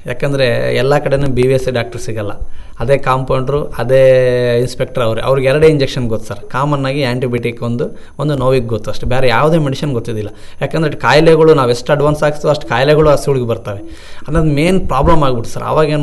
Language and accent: Kannada; Hirekere, Karnataka, India; First ತಾರ್ನಾಡ್ದಲ್ಲೇ ನಾನು ಹುಟ್ಟಿ ಬೆಳೆದಿದ್ದು ಸರ್. ಸ್ವಂತ ಊರು ಮಲಕಮೂರು ತಾಲೂಕು ಹಿರೇಕೆರೆಯಲ್ಲಿ, ಆದರೂ ಸಹ ಬಾರ್ಡರ್ಲ್ಲಿ ಬರುತ್ತೆ, ಹೊಲ ಇಲ್ಲಿ ಬರುತ್ತೆ, ಮನೆ ಮಾತ್ರ ಮಲಕಮೂರು ತಾಲೂಕಲ್ಲಿ ಬರುತ್ತೆ.